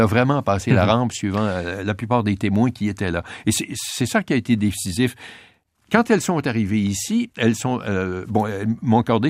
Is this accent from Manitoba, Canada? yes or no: no; Quebec, Canada; nous sommes des Normands, les Québécois.